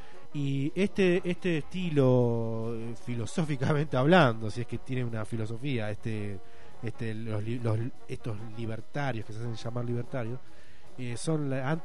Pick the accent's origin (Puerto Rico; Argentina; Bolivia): Argentina; Yo como un ciudadano, como un argentino, digamos.